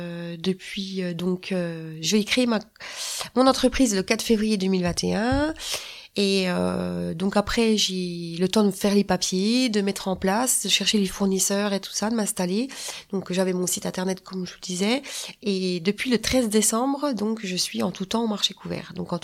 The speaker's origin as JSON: {"language": "French", "region": "Bourgogne-Franche-Comté", "country": "France", "tie": "born there", "accent": "Franche-Comté", "said": "Bah oui, déjà mon accent. Et puis voilà, ça représente la région d'où je suis née, quoi, la Franche-Comté."}